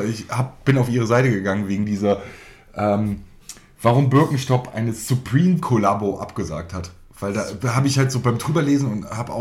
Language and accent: German; Baden-Württemberg, Germany; ja, ich bin ja gebürtiger Schwabe, deswegen ist das bei mir natürlich einfach drin.